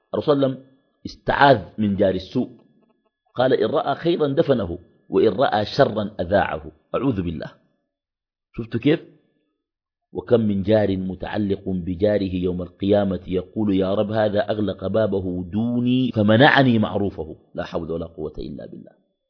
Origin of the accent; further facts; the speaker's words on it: Khartoum, Sudan; بعض الأحياء عندنا في الخرطوم بتكون أحياء مغلقة، ناس بيقنبوا في الشقق وكده